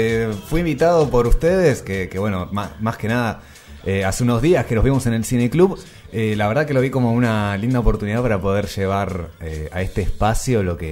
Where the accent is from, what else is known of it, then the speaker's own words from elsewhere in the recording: San Martín, Argentina; Le cuento que yo soy de acá de San Martín.